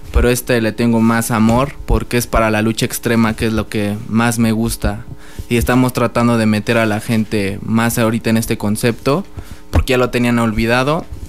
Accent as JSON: {"language": "Spanish", "town": "Tulancingo", "region": "Hidalgo", "country": "Mexico", "said": "Pues yo soy orgullosamente de Tulancingo, Hidalgo."}